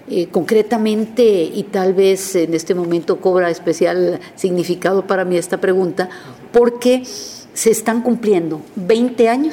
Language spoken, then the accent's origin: Spanish; Mexico; moved away as an adult; now in Costa Rica; en el momento que yo salí de México, cuando yo me iba a casar, mi padre fue muy sabio y me dijo: mijita, usted tiene que entender que a partir de hoy su tierra será Costa Rica